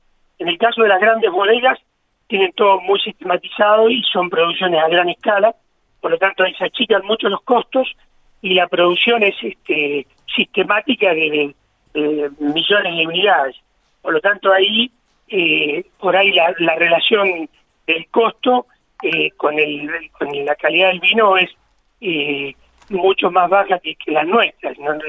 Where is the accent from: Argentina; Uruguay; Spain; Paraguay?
Argentina; Mendoza; moved away as an adult; now in La Pampa, Argentina; Dos de los socios somos mendocinos y nos vinimos a La Pampa en el año 87, así que somos más pampeanos que mendocino, porque en Mendoza tuvimos 18 años nada más y acá ya llevamos 36 años. O sea que somos pampeanos adoptados